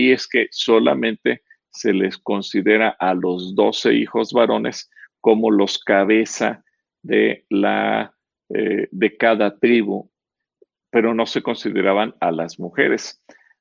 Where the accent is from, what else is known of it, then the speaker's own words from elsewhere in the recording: Mexico; born there; ¿Y cómo le dicen a los que nacimos en México?